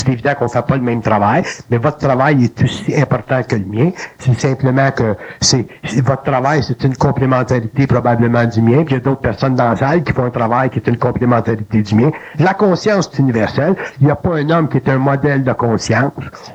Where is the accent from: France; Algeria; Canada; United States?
Canada; Quebec; born there; c'est pour ça que je suis né au Québec d'ailleurs